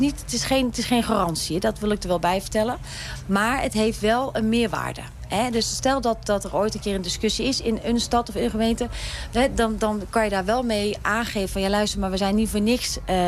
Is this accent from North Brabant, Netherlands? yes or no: yes; 's-Hertogenbosch, North Brabant, Netherlands; Ik kom dan zelf uit Den Bosch